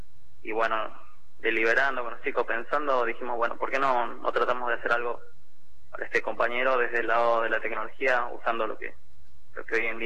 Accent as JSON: {"language": "Spanish", "town": "La Quiaca", "region": "Jujuy", "country": "Argentina", "said": "Sí, mirá, yo soy de La Quiaca."}